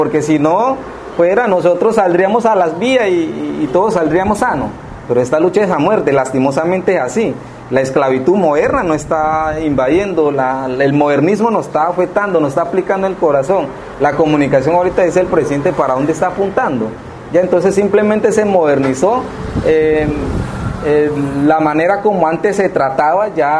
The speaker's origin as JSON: {"language": "Spanish", "region": "Valle del Cauca", "country": "Colombia", "said": "el Bajo Naya, de donde yo soy, que comprende el Valle del Cauca con el departamento del Cauca, en la zona costera, limitando con municipio López de Micay y Buenaventura."}